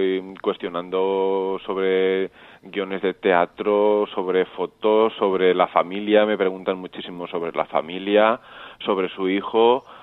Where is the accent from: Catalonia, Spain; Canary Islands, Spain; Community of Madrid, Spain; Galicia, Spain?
Catalonia, Spain; Olesa de Montserrat; soy de Olesa de Montserrat, Barcelona.